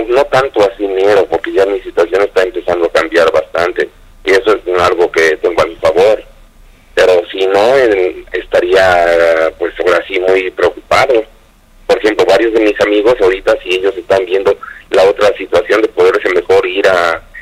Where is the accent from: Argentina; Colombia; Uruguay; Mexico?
Mexico; now in United States; yo siento que como mexicanos nos afecta muchísimo, porque estamos a veces aquí muy desunidos